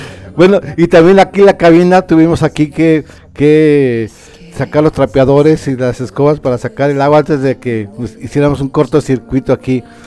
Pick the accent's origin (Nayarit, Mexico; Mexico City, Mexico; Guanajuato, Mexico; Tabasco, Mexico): Guanajuato, Mexico; Irapuato; de Irapuato, Guanajuato.